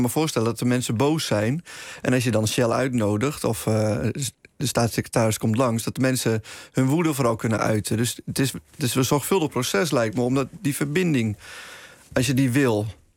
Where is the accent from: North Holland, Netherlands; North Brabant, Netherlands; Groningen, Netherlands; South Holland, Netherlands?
Groningen, Netherlands; Hoogezand-Sappemeer; Ik kom zelf uit Hoge Zandsappermeer. Dus ik heb nogal wat vrienden en kennissen daar zitten.